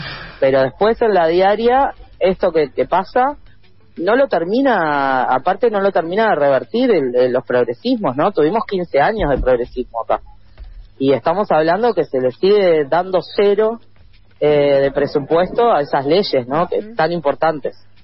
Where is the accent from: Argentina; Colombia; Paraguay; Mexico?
Argentina; nosotros somos, en Argentina nos hacen montones de jodas con que somos lentos, hablamos lento, lo cual es cierto